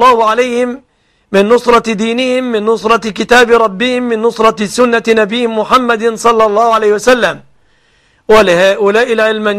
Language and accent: Arabic; Egypt; أسأل الله أن يحفظ بلادنا مصر آمنة مطمئنة من كل مكروه ومن كل سوء